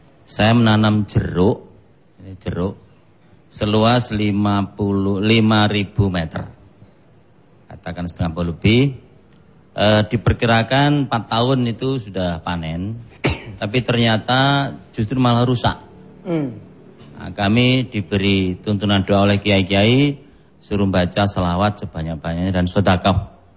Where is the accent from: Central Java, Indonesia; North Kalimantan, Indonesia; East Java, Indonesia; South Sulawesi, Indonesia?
East Java, Indonesia; Banyuwangi; Saya dari Pulau Jawa Ujung Timur, Banyuwangi.